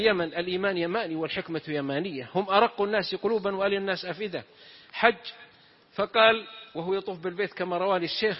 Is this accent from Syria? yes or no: no; south, Saudi Arabia; نكتة عندنا من السعودية من الجنوب، واحد من جماعتنا من قبيلتنا طبعا اختلف مع أهل قريتي، تعرفون المجتمع القبلي كثير الخلاف كثير الشقاق